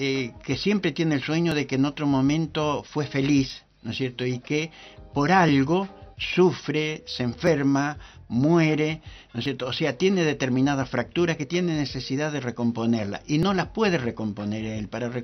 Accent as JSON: {"language": "Spanish", "country": "Argentina", "said": "Incluso colectivamente nosotros podemos ver cómo nos unimos nosotros como argentinos con el himno nacional o con la bandera"}